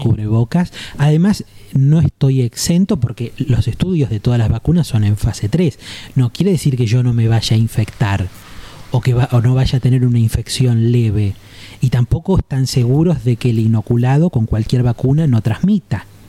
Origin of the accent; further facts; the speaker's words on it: Argentina; como los argentinos somos gritones, tampoco hay posibilidad de no escuchar